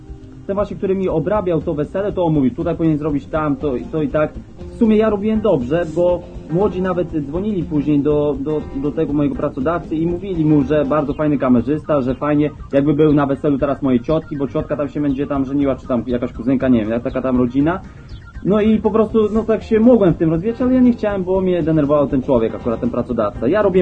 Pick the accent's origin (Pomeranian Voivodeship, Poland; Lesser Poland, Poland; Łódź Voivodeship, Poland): Pomeranian Voivodeship, Poland; Malbork; jestem z Malborka